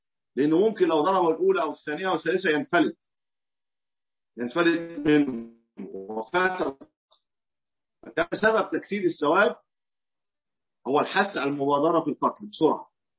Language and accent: Arabic; Egypt; وهي ما يسمى عندنا في مصر البرص